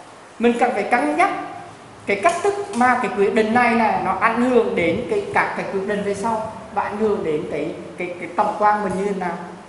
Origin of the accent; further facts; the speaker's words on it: Da Nang, Vietnam; Và tôi ở biển, tôi là người Đà Nẵng cho nên tôi rất mê cái gọi là hải đăng.